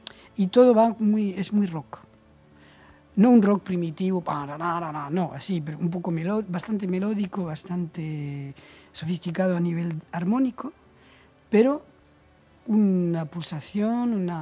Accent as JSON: {"language": "Spanish", "country": "Spain", "said": "porque siendo español me parece difícil, no me gusta."}